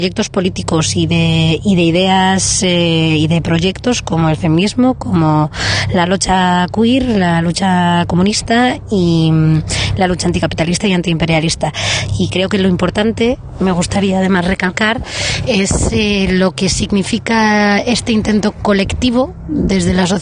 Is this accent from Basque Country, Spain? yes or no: no; Madrid, Community of Madrid, Spain; now in Mallorca, Spain; soy madrileña, ahora mismo viviendo en Mallorca